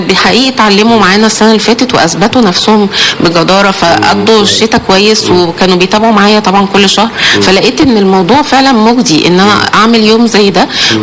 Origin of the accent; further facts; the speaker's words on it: Alexandria, Alexandria Governorate, Egypt; حشره الفراش من الاسباب الرئيسيه هنا عندنا في اسكندريه عشان الرطوبه وجو ساحلي مليان رطوبه